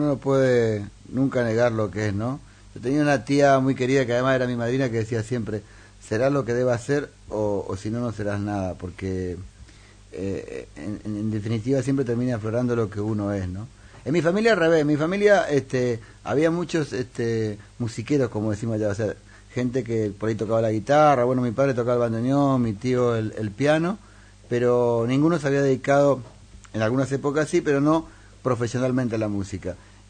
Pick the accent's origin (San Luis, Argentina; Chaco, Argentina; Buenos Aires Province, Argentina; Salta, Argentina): Chaco, Argentina; Resistencia; moved away; yo dejé mi ciudad natal, que es Resistencia, en el Chaco, en Argentina, que está a 1.000 kilómetros de Buenos Aires. En realidad estoy mucho más cerca de Paraguay que de Buenos Aires.